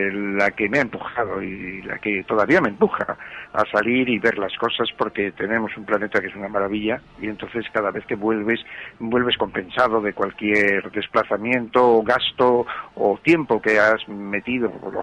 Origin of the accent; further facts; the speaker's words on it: Valladolid, Castile and León, Spain; born there; Yo las vi desde la llanura de Castilla porque nací en Valladolid